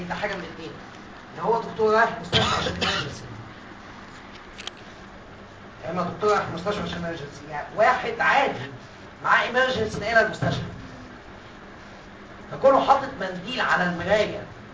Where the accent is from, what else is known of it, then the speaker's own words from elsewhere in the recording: Egypt; now in United States; قلت لهم اولاد الكلب عشان انا مصري